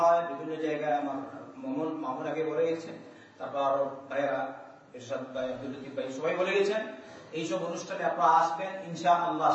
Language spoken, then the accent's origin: Bangla; Bangladesh; আমি কি এমনি চলে আসছি সৌদির লোক নাকি? আমি তো বাংলাদেশি, আমরাও পারি এরকম করতে।